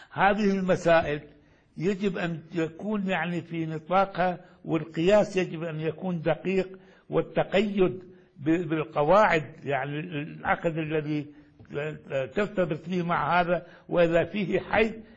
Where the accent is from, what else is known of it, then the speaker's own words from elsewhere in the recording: Iraq; حتى كان عندنا في العراق أساتذة يأتون